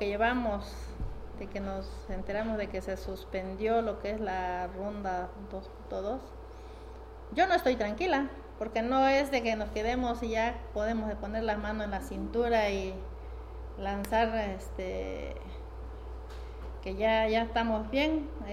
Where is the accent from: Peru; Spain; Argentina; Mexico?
Mexico; Tecpatán, Chiapas; que en mi pueblo, por ejemplo, está la jícara de palo. Me comentaba mi abuela, tiene 104 años, aún vive. Me comentaba que cuando empezó a desarrollarse Tecpatán, después de la guerra de 1910